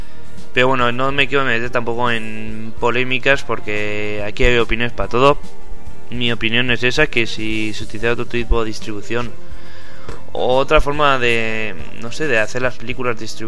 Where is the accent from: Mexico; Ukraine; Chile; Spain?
Spain; los que somos españoles